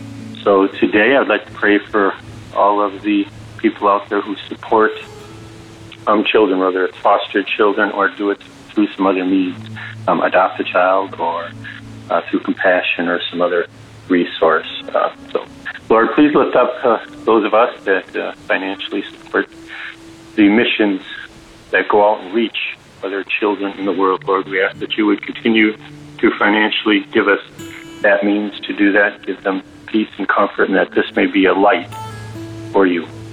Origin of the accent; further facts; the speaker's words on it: Wisconsin, United States; Hello, Daily Audio Bible. We're from Wisconsin.